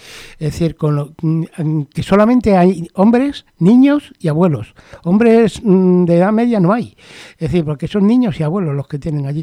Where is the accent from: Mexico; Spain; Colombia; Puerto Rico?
Spain; born there; Yo nací en España, pues me quedo español